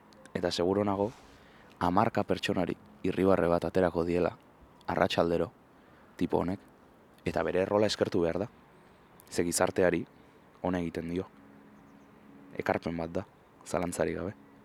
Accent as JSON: {"language": "Basque", "town": "Bilbao", "region": "Basque Country", "country": "Spain", "tie": "born or raised there", "said": "Bilboko kokapenak dira hauek, ba artearekin dudan lotura sendotu duten museoak zalantzarik gabe, nire haurtzaro eta gaztaroan."}